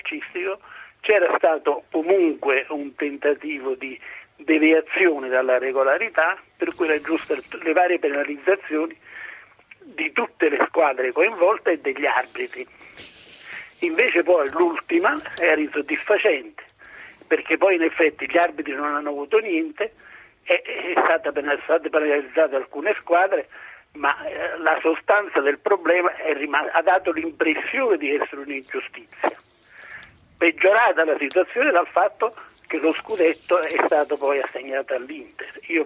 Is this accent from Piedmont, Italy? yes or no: no; Naples, Campania, Italy; Io sono napoletano e tifoso del Napoli.